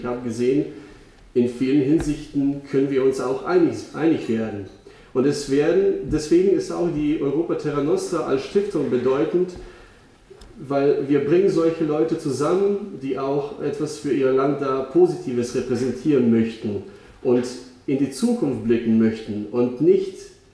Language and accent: German; Eastern Croatia, Croatia; bin ich ja in Kroatien geboren, ich bin da auch aufgewachsen. Ich habe diesen Krieg Anfang der 90er Jahre selbst miterlebt. Ich komme ursprünglich auch aus dem Osten Kroatiens, also etwas östlicher.